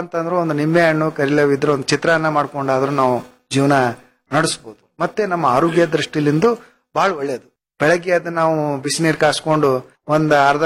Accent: Karnataka, India; ನಾವು ಈ ಭಾಗದವರು ಕಲಬುರಗಿ, ಬೀದರು, ರಾಯಚೂರು, ಬಳ್ಳಾರಿಯಲ್ಲಿ

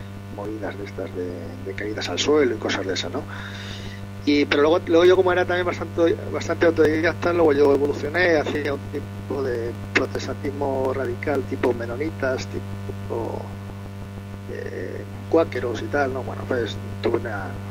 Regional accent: Spain; aunque la mayoría de los que formamos el portal somos españoles

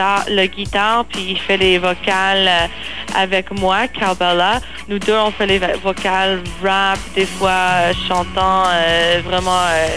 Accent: Montreal, Quebec, Canada; parce qu'on vient de Montréal

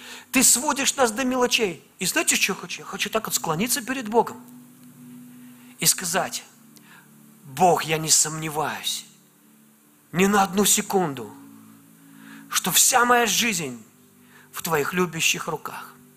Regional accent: Velikiye Luki, Pskov Oblast, Russia; born there; оказалось, что он из города, откуда, где родился я, из Великих Луг.

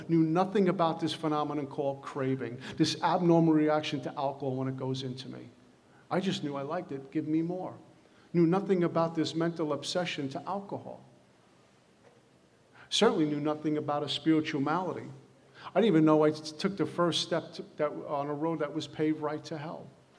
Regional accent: Brooklyn, New York, United States; And back in the day, growing up in Brooklyn, hanging out on the corner was like a religion.

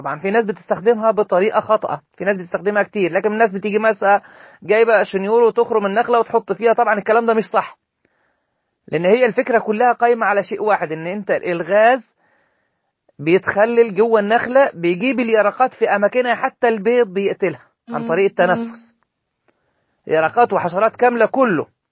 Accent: Egypt; فاحنا بغض النظر عن ان انا مثلا مصري

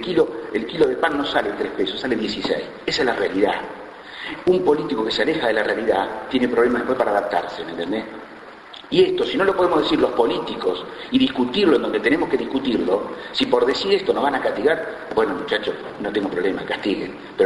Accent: Saladillo, Buenos Aires Province, Argentina; Nosotros somos dirigentes, repito, de Saladillo, nuestra familia está en Saladillo, nos interesa que progrese nuestra ciudad.

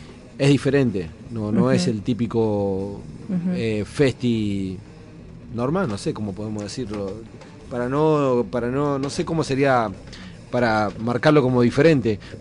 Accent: Río Negro, Argentina; Yo soy de Río Negro, estoy hablando con conocimiento de causa, así que es difícil.

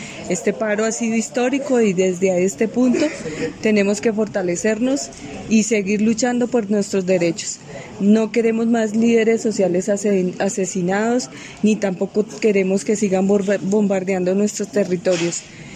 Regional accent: Soacha, Cundinamarca, Colombia; vengo desde el municipio de Soacha.

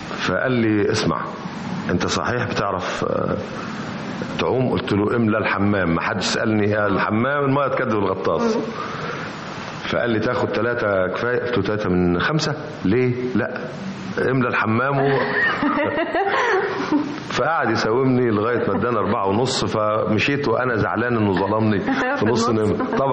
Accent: Alexandria, Alexandria Governorate, Egypt; انا اسكندراني، انا كنت عايش في اسكندريه بس انا منتسب لاسكندريه

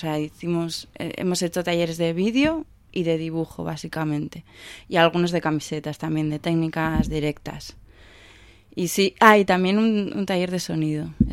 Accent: Bilbao, Basque Country, Spain; nosotros como nos movemos somos de Bilbao, hemos estudiado en Bilbao, conocemos a una comunidad de artistas ya en Bilbao.

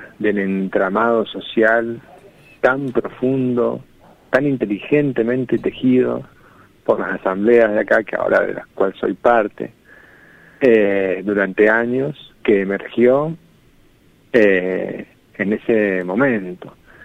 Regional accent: San Rafael, Mendoza, Argentina; yo soy mendocino, soy nacido en San Rafael, Mendoza, que queda al sur de Mendoza, pero tengo 41 años. A los 18 me fui y volví recién en... me fui como en el 2000 y volví en el 2015.

